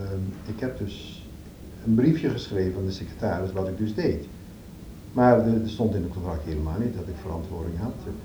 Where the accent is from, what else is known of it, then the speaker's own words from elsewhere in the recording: Netherlands; Ik bedoel, ik ben Nederlander en ik vond het vervelend.